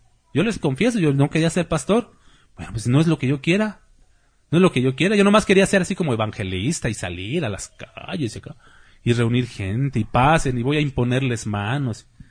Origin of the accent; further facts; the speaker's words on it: Mexico City, Mexico; born there; Yo soy azteca, mexica. ¿Dónde nací? Yo nací allá en el DF. ¿Soy mexica? Es mi sangre. Mi sangre de bronce, ¿cómo dicen? No reniego de mis raíces, ¿sí? Españolas e indígenas.